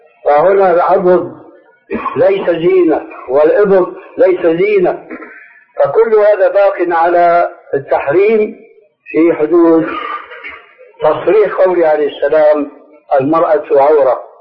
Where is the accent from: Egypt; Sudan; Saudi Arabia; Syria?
Syria; moved away as an adult; لأني حديث عهد بهذه البلاد، لكن عندنا في سوريا